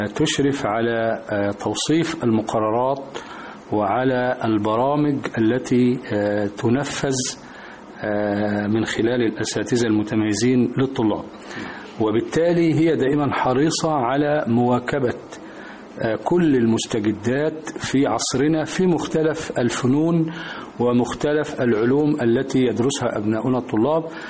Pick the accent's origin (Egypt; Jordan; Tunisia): Egypt; يعني بلدنا مصر